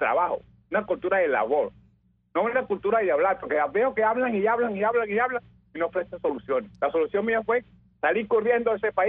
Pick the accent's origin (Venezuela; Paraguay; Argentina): Venezuela; now in Pennsylvania, United States; yo salí corriendo de Venezuela en el 83